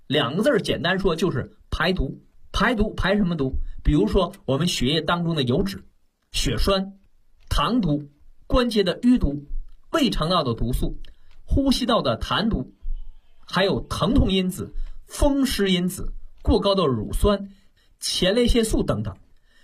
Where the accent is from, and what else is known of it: China